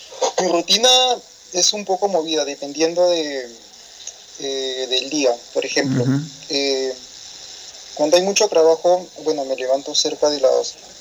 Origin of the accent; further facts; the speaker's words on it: Lima, Peru; Soy de Perú, me ubico en Lima, Miraflores.